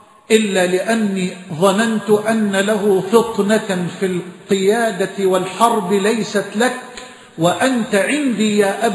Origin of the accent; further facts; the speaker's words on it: Egypt; بلدنا مصر